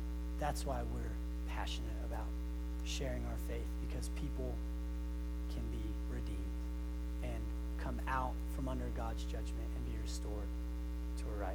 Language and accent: English; Farmington, United States; Growing up in Farmington, there was this hill that we loved to skate on because it had this big turn that was fun to make.